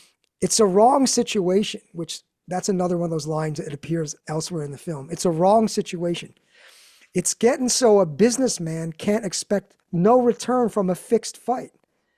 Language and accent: English; Philadelphia, Pennsylvania, United States; We're both from Philly. Mm-hmm. John Polito and I are from Philly.